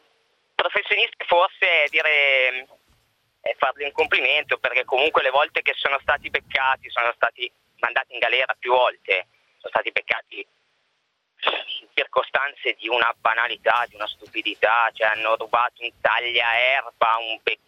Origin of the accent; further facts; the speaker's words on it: Mortara, Lombardy, Italy; Io sono di Mortara, che è a 10 km